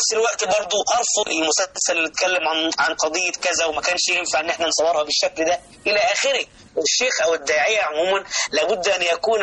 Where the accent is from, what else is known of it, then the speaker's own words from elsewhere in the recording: Alexandria, Alexandria Governorate, Egypt; وأنا من الإسكندرية ومن المكفوفين